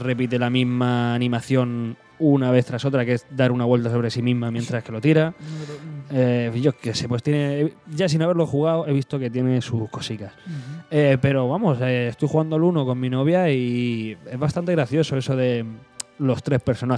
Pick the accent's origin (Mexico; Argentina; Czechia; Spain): Spain; decía, sí, soy de España